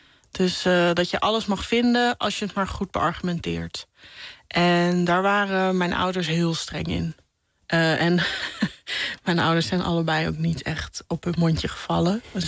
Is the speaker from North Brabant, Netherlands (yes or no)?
no; Hilversum, North Holland, Netherlands; also born or lived in Amsterdam; Dat het eerste van mijn jeugd woonden we in Amsterdam. En begaven we ons ook in een veel gemêleerder gezelschap dan nadat we naar Hilversum verhuisden.